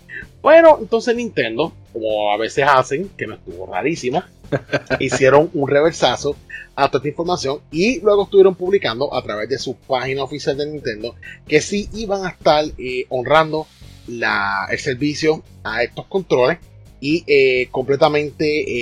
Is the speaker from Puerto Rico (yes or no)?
yes; Puerto Rico; nosotros, ¿verdad? Que somos acá de Puerto Rico